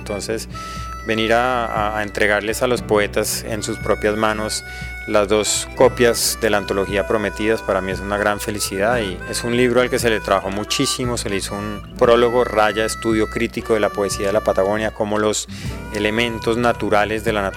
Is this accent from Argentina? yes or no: no; Colombia; soy escritor de Colombia.